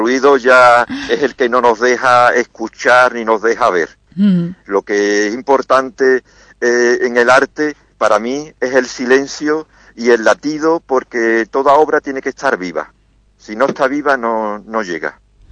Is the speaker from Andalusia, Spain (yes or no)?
yes; Jerez, Andalusia, Spain; born there; now in Seville, Spain; yo nací en Jerez, vivo en Sevilla.